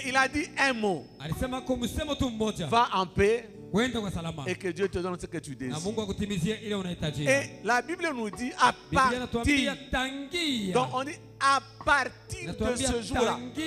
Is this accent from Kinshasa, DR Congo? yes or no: no; Kolwezi, Lualaba, DR Congo; Évidemment, je suis né à Kolwezi. J'ai grandi à